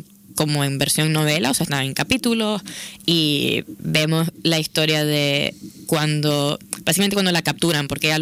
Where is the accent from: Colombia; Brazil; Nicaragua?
Nicaragua; now in Barcelona, Spain; Yo soy de Nicaragua y llevo pues como unos 6 años y pico viviendo en Barcelona